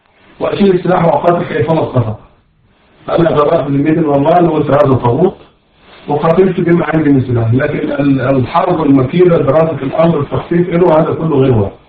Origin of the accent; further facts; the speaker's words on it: Egypt; لازم عندنا في مصر